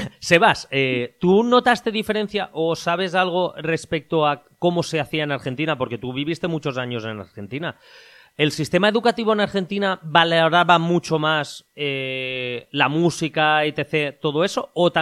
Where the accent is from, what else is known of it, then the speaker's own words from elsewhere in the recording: Valencian Community, Spain; Yo soy de la Comunidad Valenciana, por tanto, aquí se está dando mucho escritores, poetas, tal, de la zona de Valencia